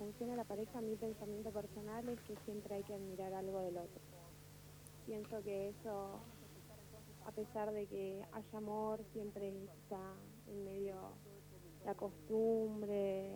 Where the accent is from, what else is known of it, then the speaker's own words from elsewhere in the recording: San Fernando, Argentina; De San Fernando.